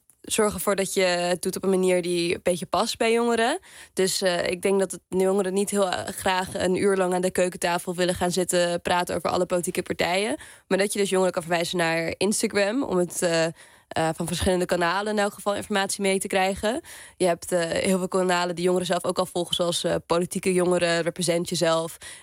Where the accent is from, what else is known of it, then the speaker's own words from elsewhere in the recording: Amstelveen, North Holland, Netherlands; Zelfs ben ik een jongere uit Amstelveen